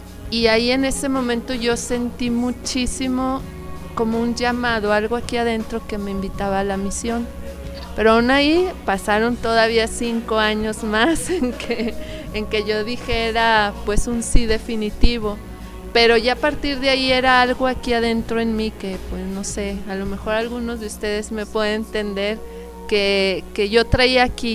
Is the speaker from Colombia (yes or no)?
no; Torreón, Coahuila, Mexico; Yo soy de Torreón